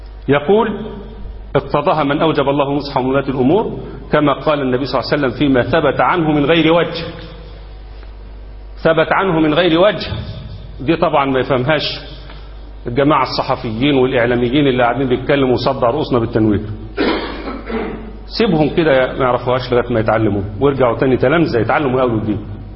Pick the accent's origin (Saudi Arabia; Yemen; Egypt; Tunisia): Egypt; إنما احنا عندنا في مصر لما عملوا الدستور قالوا مصر دولة إسلامية،